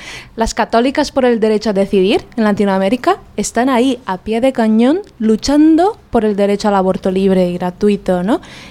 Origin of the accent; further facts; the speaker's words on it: Brazil; Spanish is a second language; yo soy brasileña, ¿no? Y vivo en un país en el que la invisibilización, el silenciamiento hacia las religiones de matriz africana, por ejemplo, es una herramienta política